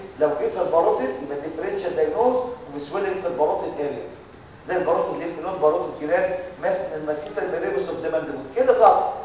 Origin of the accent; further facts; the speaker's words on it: Egypt; انا ده الامتحان بيقطع في احنا مصريين